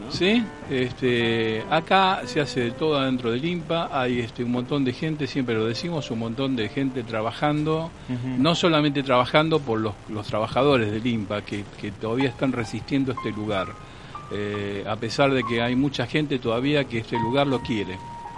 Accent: Caballito, Buenos Aires, Argentina; Por supuesto, yo soy de Caballito.

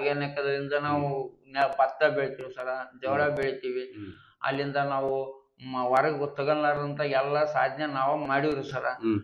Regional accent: Hunasihalu, Karnataka, India; ಹುಣಸಿಹಾಳು ಅಂತ ಒಂದು ಊರಾಗೈತೆ ನೋಡ್ರಿ ಸರ್

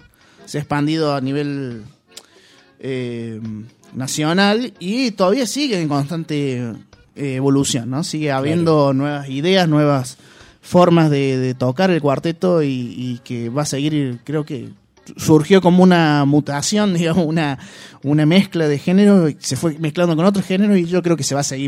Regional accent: Paraná, Entre Ríos, Argentina; yo vengo de Paraná

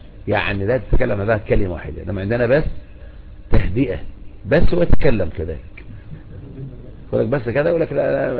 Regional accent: Egypt; لكن عندنا في مصر نقول بس يعني عن الكلام

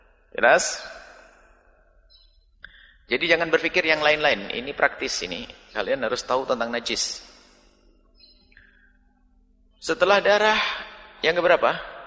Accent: Java, Indonesia; Saya orang Jawa, suka teri.

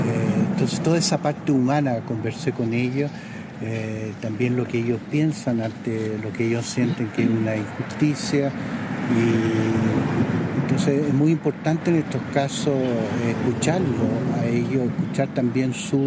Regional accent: Chile; como cualquier chileno bien nacido

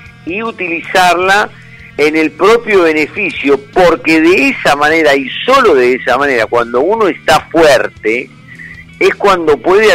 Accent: Argentina; de mi desarrollo como ser humano, como argentino

